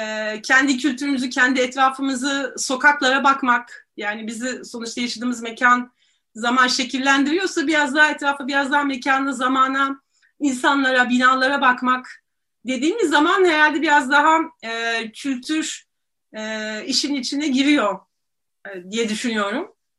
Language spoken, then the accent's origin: Turkish; Istanbul, Turkey; tabii ki İstanbulluyum ve Boğazlıyım demek isterim.